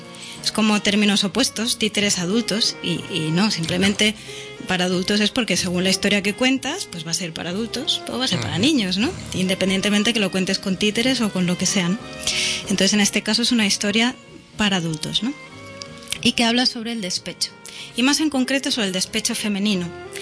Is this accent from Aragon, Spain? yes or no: no; Barcelona, Catalonia, Spain; Pues yo vengo de No Barris y entonces pues allí era lo que había y punto